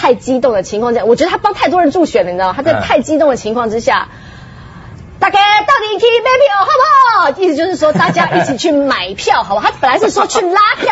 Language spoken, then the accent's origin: Chinese; Taiwan; 身为台湾人我是难过的